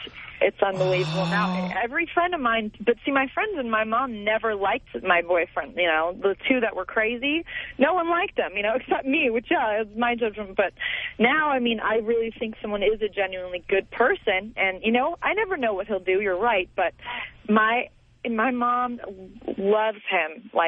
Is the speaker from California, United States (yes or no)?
yes; Agoura Hills, California, United States; I mean, I grew up in Agoura Hills, California. That's the only place I've ever lived.